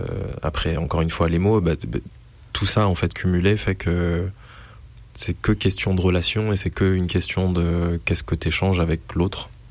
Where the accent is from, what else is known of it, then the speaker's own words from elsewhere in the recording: Charvieu-Chavagneux, Auvergne-Rhône-Alpes, France; C'est là où j'ai grandi.